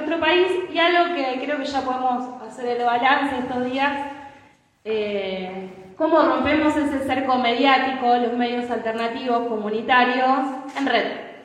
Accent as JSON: {"language": "Spanish", "town": "Rosario", "region": "Santa Fe", "country": "Argentina", "said": "Yo vengo de la ciudad de Rosario"}